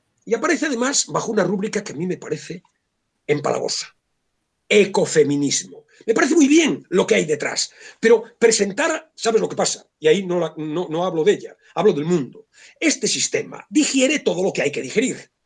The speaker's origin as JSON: {"language": "Spanish", "country": "Spain", "said": "cómo somos los españoles a la hora de establecer dicotomías"}